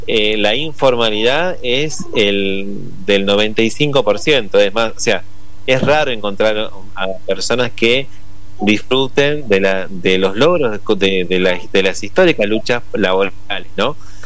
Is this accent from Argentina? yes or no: yes; Argentina; y somos argentinos, nos organizamos para todo.